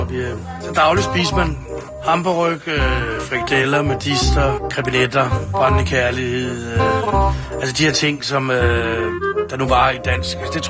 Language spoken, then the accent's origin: Danish; Ishøj, Capital Region of Denmark, Denmark; jeg er fra Ishøj, og hvad hedder det? Jeg tror, man kan gøre mange ting, men man får nok ikke helt Ishøj ud af en Ishøj-dreng.